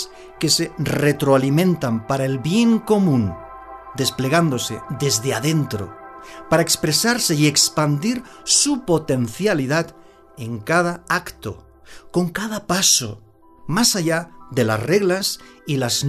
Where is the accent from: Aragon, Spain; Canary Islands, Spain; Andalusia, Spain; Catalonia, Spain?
Catalonia, Spain; Barcelona; born there; Soy nacido en Barcelona y para muchos catalanes, Cataluña merece su independencia de la corona de España